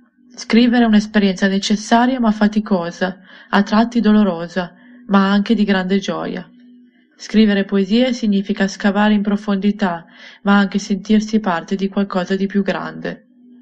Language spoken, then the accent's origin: Italian; Casale Monferrato, Piedmont, Italy; born there; now in Milan, Italy; sono nata a Casale Monferrato, ma da molti anni vivo a Milano.